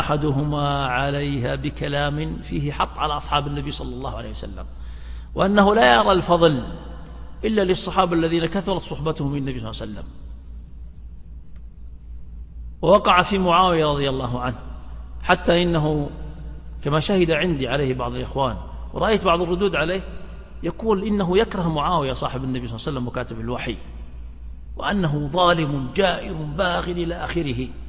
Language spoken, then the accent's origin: Arabic; Saudi Arabia; بلادنا المملكة العربية السعودية بحمد الله تبارك وتعالى تخلو من هذا التعصب